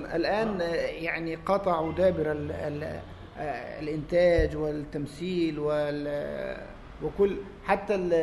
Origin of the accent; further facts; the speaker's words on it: Alexandria, Alexandria Governorate, Egypt; فقدمت مواصلات على حسابي وانا اتيت من الاسكندريه